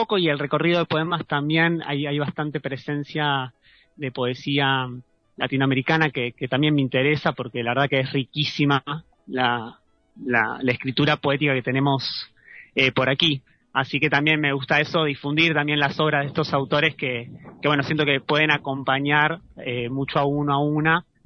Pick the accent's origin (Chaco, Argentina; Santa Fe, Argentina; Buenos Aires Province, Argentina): Buenos Aires Province, Argentina; Ramos Mejía; justo yo llegué hace poquito acá al Valle, vengo de la provincia de Buenos Aires, Ramos Mejía